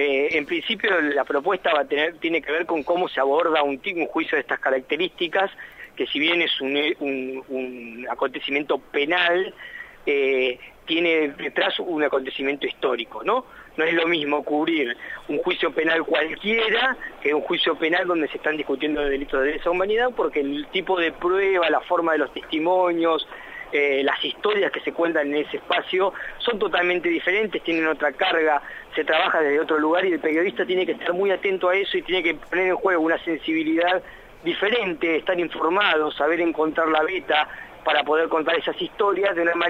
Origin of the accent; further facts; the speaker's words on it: Mar del Plata, Buenos Aires Province, Argentina; Yo soy del interior, soy de Mar del Plata.